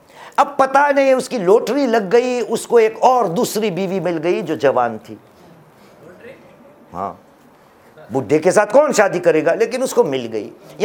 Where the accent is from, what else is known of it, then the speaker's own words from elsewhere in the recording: India; ہاں, یہ ہمارا ہندوستان ہے عزیز, ہندوستان ہمارا وطن ہے